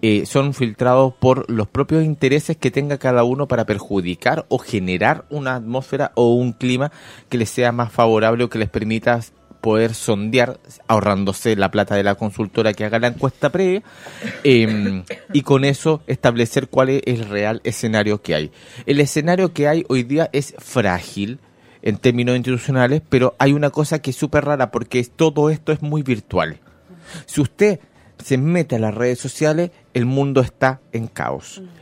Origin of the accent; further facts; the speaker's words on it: Chile; No es algo que esté ocurriendo solamente en Chile porque somos chilenos.